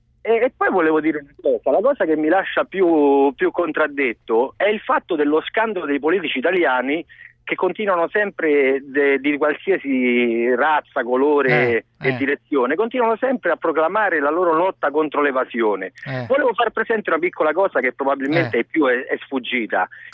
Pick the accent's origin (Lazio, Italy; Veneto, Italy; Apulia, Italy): Lazio, Italy; Rome; moved away as an adult; now in Panama; Io sono un romano, nato a Roma, vissuto a Roma, avevo un'attività commerciale.